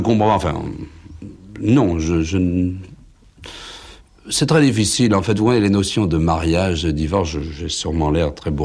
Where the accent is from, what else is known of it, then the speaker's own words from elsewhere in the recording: France; Il est aussi américain, et moi je suis français.